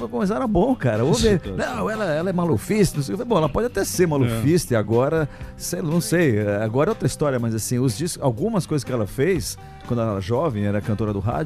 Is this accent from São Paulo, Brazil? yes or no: yes; São Paulo, Brazil; todos nós somos de São Paulo.